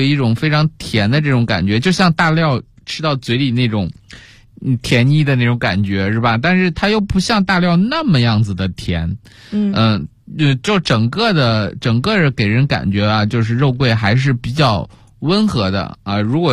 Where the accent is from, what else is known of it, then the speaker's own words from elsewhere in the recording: China; 我们中国人也是这样，要不然炒菜为什么发明十三香呢